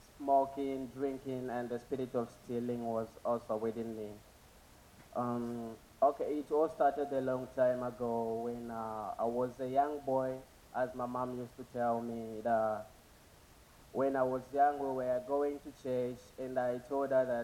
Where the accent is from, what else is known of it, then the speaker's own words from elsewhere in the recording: Zambia; I come from Zambia.